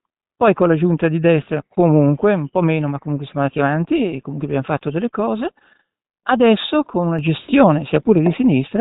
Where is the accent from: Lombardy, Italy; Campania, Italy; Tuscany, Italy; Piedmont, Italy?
Lombardy, Italy; Milan; Da milanese io sono angustiato da questa visione della città